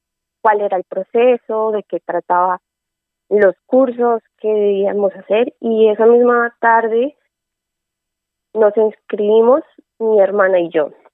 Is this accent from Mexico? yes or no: no; Colombia; moved away as an adult; now in Crevillent, Spain; Yo soy colombiana. Llegué no hace mucho aquí a España para continuar con mis estudios y buscando cerca a donde yo estoy actualmente, que es en Crevillentes.